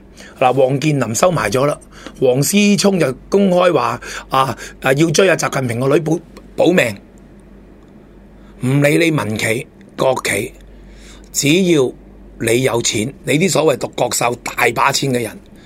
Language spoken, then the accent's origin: Cantonese; China; 我们中国人的传统精神就一定有